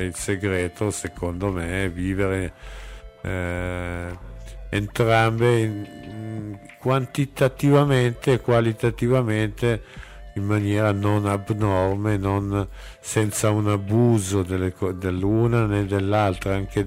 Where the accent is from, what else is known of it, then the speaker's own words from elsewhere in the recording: Como, Lombardy, Italy; Io sono di Como come voi, come la maggior parte di voi